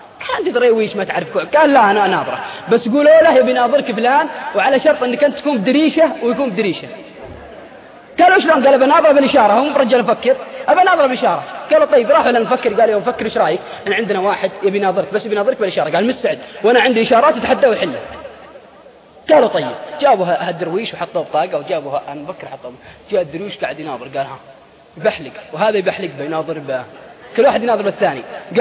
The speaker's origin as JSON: {"language": "Arabic", "region": "Al-Qassim", "country": "Saudi Arabia", "said": "عندنا في القصيم انا رايت بعيني،"}